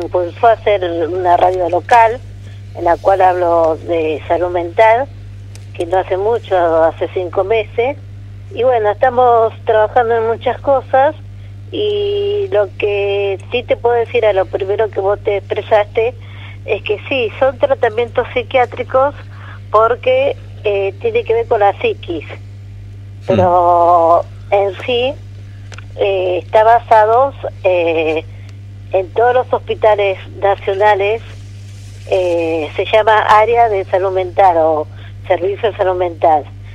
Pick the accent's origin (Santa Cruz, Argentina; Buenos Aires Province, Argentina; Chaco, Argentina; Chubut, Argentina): Buenos Aires Province, Argentina; José León Suárez; born there; now in Los Toldos, Argentina; no vivo acá en Los Toldos. Yo soy nacida en el Gran Buenos Aires, José Ron Suárez